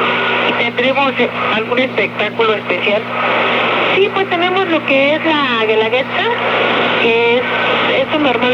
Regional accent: Oaxaca, Mexico; Venimos del estado de Oaxaca y pueblos aledaños al estado.

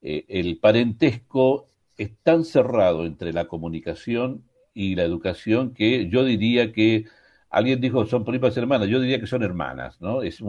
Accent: Chile; yo soy chileno

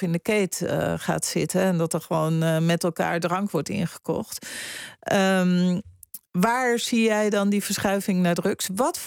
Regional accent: Zaanstad, North Holland, Netherlands; wat ik heb ook heel lang in het westen gewoond. Dus ik weet ook dat daar niet echt is. Tenminste, in de omgeving van Zaanstad, waar ik vandaan kom

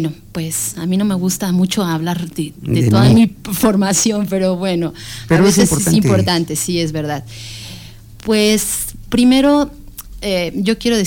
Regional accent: Amecameca, State of Mexico, Mexico; mi madre se vino hace muchos años y se estableció aquí en Amecameca. Así que yo nací en Amecameca, soy originaria de aquí y bueno, me tuve que ir a una cierta edad para mis estudios. Estuve viviendo en muchas partes de la República

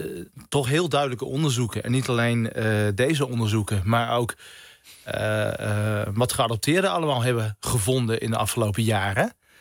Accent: India; Ik kom zelf uit India.

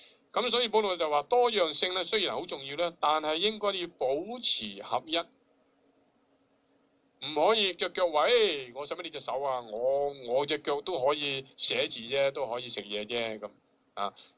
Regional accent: China; 我哋中國人特別醒嘅

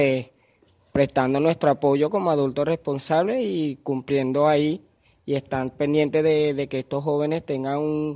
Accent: Venezuela; Soy de aquí de Venezuela, tengo 25 años.

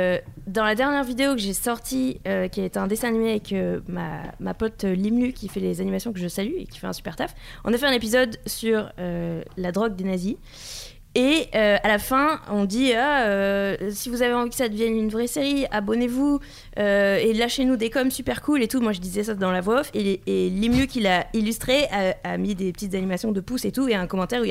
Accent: Toulouse, Occitanie, France; Je viens de Toulouse.

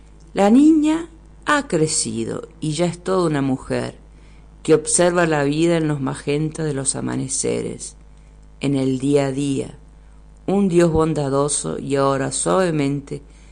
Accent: La Plata, Buenos Aires Province, Argentina; Bueno, yo soy oriunda de La Plata, que es la capital de la provincia de Buenos Aires. Nací allí de forma fortuita, porque mis padres, mi papá es puntano y mi mamá es de La Pampa

